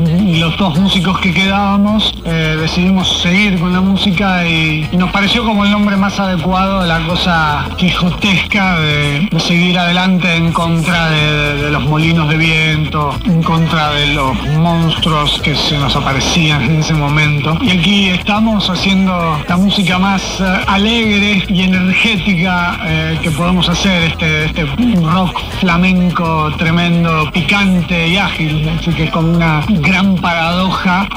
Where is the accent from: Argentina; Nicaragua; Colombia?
Argentina; Buenos Aires; Todos somos de Buenos Aires